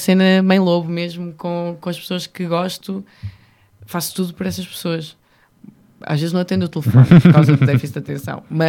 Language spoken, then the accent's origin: Portuguese; North, Portugal; eu sou do Norte. Vamos lá para as coisas como elas são. E nós, no Norte, adoramos receber a malta